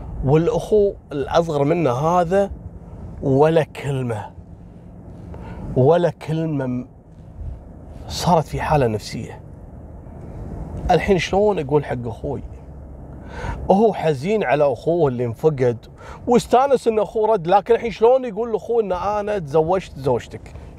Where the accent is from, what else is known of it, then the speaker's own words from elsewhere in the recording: Kuwait; كشيوخ دين عندنا في الكويت